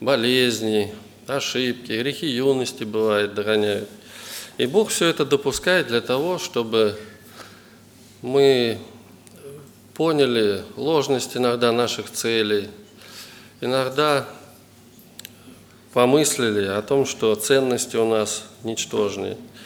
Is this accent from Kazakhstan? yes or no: no; Voronezh, Voronezh Oblast, Russia; я из Воронежа.